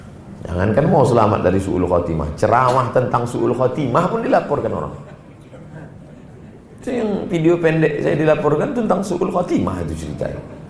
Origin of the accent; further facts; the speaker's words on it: Sumatra, Indonesia; Saya orang Sumatera.